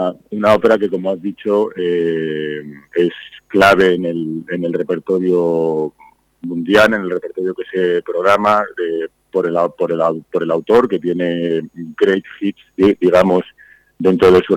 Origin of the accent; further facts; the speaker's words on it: Madrid, Community of Madrid, Spain; also born or lived in Irún; Yo nací en Irún, Guipúzcoa. Lo que pasa es que muy jovencito, pues mis padres, por motivos de trabajo, tuvieron que ir a Madrid. Y hice allí pues toda la formación, instituto, universidad, escuela superior de canto, escuela conservatorio superior de Madrid